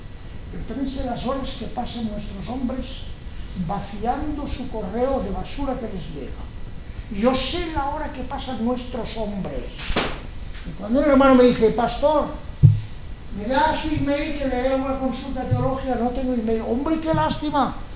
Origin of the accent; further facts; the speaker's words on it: Catalonia, Spain; como él es catalán y también soy catalán